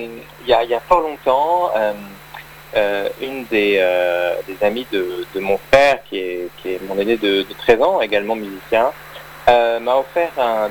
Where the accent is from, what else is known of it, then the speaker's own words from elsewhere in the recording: La Rochelle, Nouvelle-Aquitaine, France; Je suis originaire de La Rochelle, en Charente-Maritime.